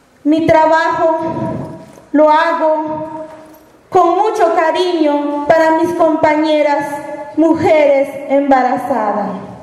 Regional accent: Alta Verapaz, Guatemala; Vengo de Guatemala, del departamento de Alta Verapaz. Soy maya pocón y quechí.

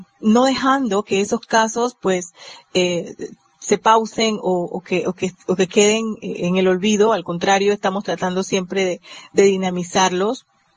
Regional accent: Panama; somos parte de la red de derechos humanos en nuestro país, acá en Panamá

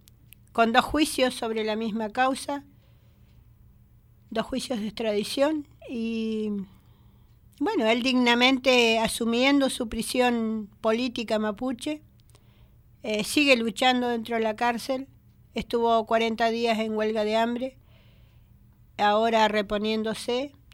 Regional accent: Bariloche, Río Negro, Argentina; soy de Bariloche, y mi fuerza es el Nahuel Guapi.

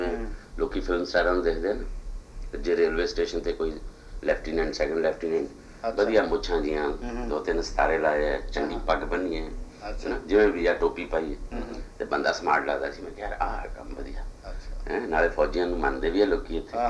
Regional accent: Patiala, Punjab, India; also born or lived in Ambala; ਮੈਂ ਜੰਮਿਆ ਤਾਂ ਸੀਗਾ ਅੰਬਾਲੇ, ਅਤੇ ਉਸ ਤੋਂ ਬਾਅਦ ਮੈਂ ਅੰਬਾਲਾ ਕਹਿੰਦਾ ਨਹੀਂ, ਮੈਂ ਕਹਿੰਦਾ ਪਟਿਆਲਾ ਹੀ, ਕਿਉਂਕਿ ਮੈਂ ਰਿਹਾ ਪਟਿਆਲੇ, ਪਿੰਡ ਰਿਹਾ, ਫਿਰ ਕਾਲਜ ਵੀ ਉੱਥੇ ਪਟਿਆਲੇ ਕੀਤਾ।

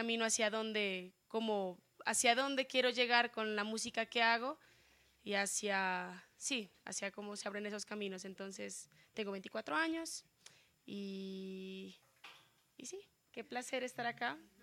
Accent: Pasto, Nariño, Colombia; now in Bogotá, Colombia; Soy cantautora, estudié diseño industrial acá en Bogotá, soy pastusa.

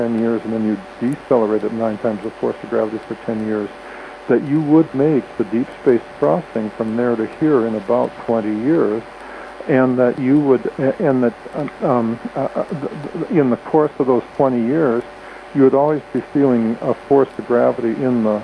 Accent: Wisconsin, United States; And even though I grew up in Wisconsin, I was shivering my bum.

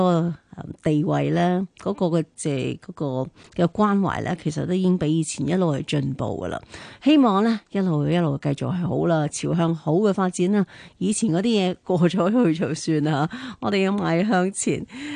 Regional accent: Hong Kong; 咁我哋香港人啊嘛，支持翻我哋呢一个年青小伙子张家朗啊

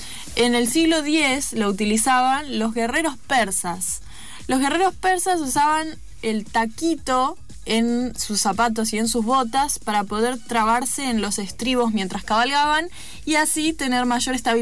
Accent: Bariloche, Río Negro, Argentina; Yo soy de Bariloche, el sol allá es en ocasiones el enemigo, te quema mucho la cara porque se refleja muy fuerte en la nieve.

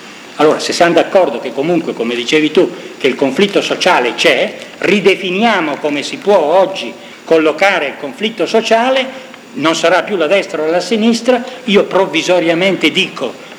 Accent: Lombardy, Italy; Io vengo dalla Lombardia

